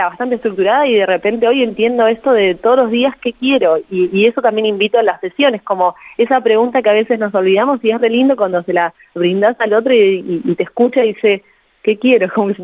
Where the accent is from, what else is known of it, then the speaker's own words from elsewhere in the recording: Buenos Aires, Argentina; yo antes era contadora, soy de Buenos Aires, estudié contadora.